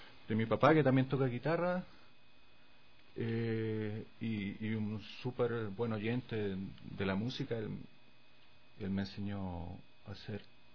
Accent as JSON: {"language": "Spanish", "town": "Santiago", "region": "Santiago Metropolitan", "country": "Chile", "tie": "born there", "said": "Bueno, yo nací en el año 81, en Santiago de Chile."}